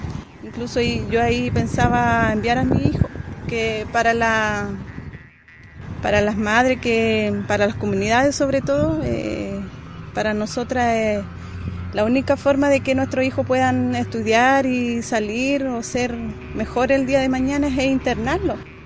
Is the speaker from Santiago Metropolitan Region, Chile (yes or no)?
yes; Santiago, Santiago Metropolitan Region, Chile; also born or lived in Carahue; Llevamos 15 años ahí ya viviendo. Bueno, yo nací en Carahue. De ahí son mis papás, mi abuelo, mis primos, todo. Pero me crié en Santiago, más que nada.